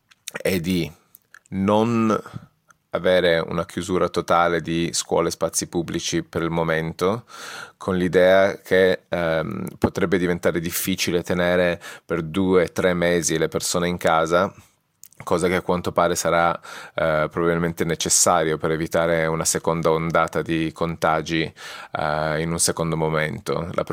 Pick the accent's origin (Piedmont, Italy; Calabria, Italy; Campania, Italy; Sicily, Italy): Piedmont, Italy; Turin; now in Edinburgh, United Kingdom; nato e cresciuto a Torino, residente a Edimburgo.